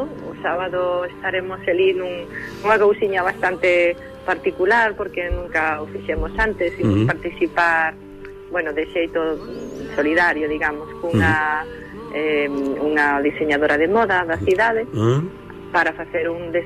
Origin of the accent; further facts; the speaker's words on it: Portugal; accent: northern Portuguese; Teño acento de portugués do norte.